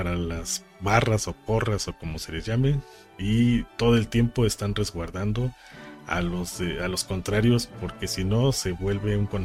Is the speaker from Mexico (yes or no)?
yes; Mexico; Es parte de nuestra propia identidad como mexicanos.